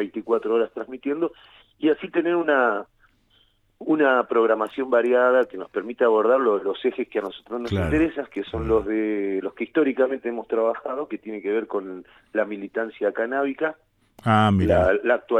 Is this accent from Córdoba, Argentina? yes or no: yes; Córdoba, Argentina; moved away as an adult; now in La Plata, Argentina; casi tan cordobés como platense, ¿no? Yo nací en La Bulalle.